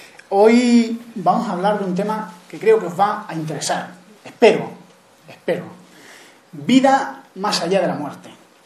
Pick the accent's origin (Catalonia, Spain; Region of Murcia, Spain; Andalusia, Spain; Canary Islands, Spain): Andalusia, Spain; Granada; en Granada, que es de donde yo soy.